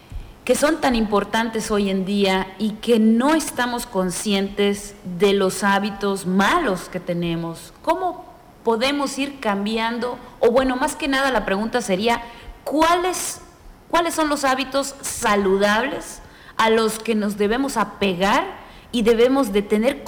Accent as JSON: {"language": "Spanish", "country": "Mexico", "said": "nosotros como buenos mexicanos, pues tenemos costumbres muy arraigadas"}